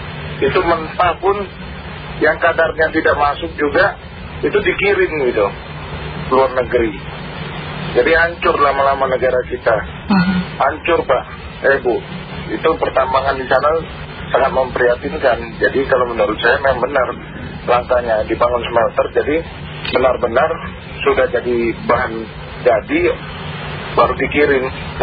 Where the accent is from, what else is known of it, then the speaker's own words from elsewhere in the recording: Riau Islands, Indonesia; Coba Ibu lihat di Kepulauan Riau, kebetulan saya dari Kepulauan Riau.